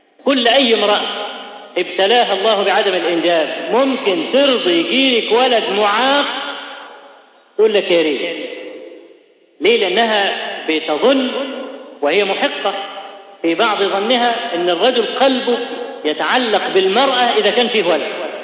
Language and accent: Arabic; Egypt; وإحنا كمصريين أسد بالك أسد في الحاجات